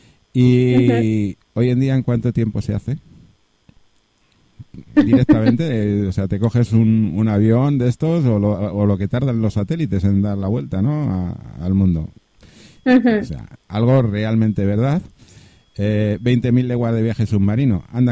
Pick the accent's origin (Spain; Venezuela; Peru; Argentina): Spain; De hecho, estamos nosotros aquí en España y somos de España, o sea que...